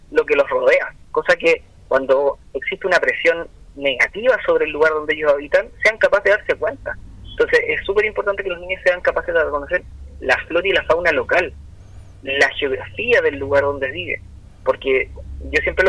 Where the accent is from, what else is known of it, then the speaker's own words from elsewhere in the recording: Viña del Mar, Valparaíso, Chile; por ejemplo aquí en Viña del Mar, yo soy de Viña del Mar